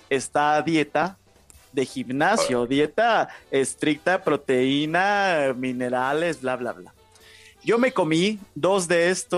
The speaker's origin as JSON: {"language": "Spanish", "country": "Mexico", "said": "dice ese hombre que yo soy el mexicano más antimexicano que existe"}